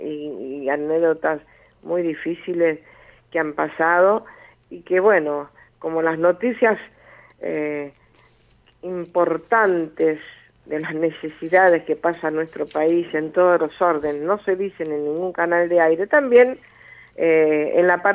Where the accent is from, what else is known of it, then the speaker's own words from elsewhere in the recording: Argentina; porque somos argentinos, y nunca tenemos que olvidarnos que esta raíz, esta tierra, nacimos